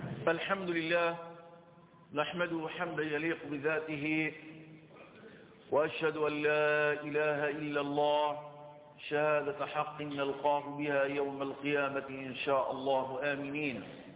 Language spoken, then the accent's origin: Arabic; Egypt; وأيضا عندنا في مصر لما قامت هذه الحملات